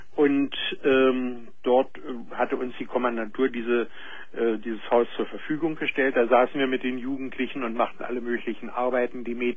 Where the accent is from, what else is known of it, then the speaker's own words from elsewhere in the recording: Berlin, Germany; now in Hannover, Germany; Ich bin Berliner und wohne heute in Hannover.